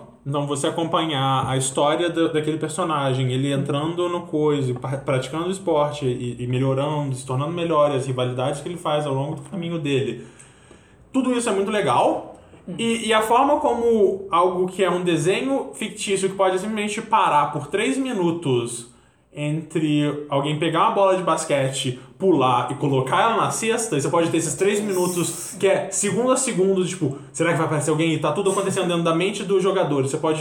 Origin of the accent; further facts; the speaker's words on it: Brazil; born there; o Brasil é só. Acontece ser o pedaço de terra onde eu nasci.